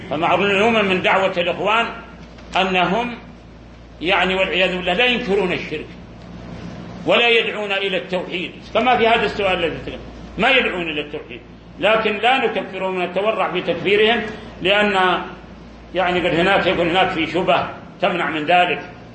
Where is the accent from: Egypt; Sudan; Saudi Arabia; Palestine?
Saudi Arabia; في بلادنا المملكة العربية السعودية